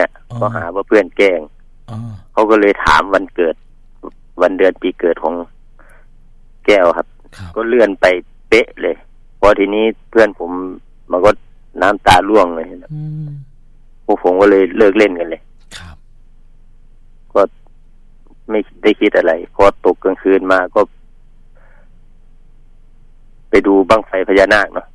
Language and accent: Thai; Bueng Kan, Thailand; ครับบ้านเกิดแล้ว